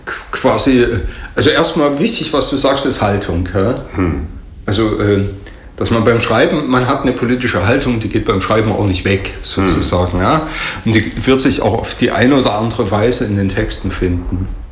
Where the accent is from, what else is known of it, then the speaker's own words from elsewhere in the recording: Saxony, Germany; Persönlich, ich fühle mich da persönlich angegriffen. Als Sachse sozusagen, ja.